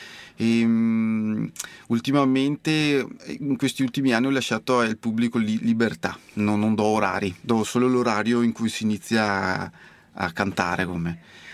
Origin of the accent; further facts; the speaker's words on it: Sant'Orso, Veneto, Italy; Io arrivo da Sant'Orso, che è in provincia di Vicenza, al nord del Vicentino, proprio dove iniziano le piccole Dolomiti, e arrivo da lì.